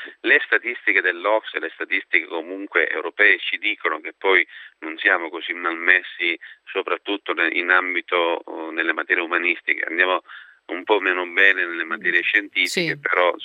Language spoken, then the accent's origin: Italian; Sicily, Italy; Sì, avendo fatto le scuole giù